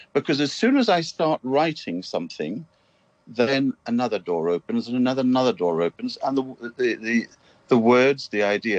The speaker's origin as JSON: {"language": "English", "country": "Hong Kong", "tie": "born or raised there", "said": "all of us, I think, who were born and brought up in Hong Kong remember smells, you know, especially duck farms."}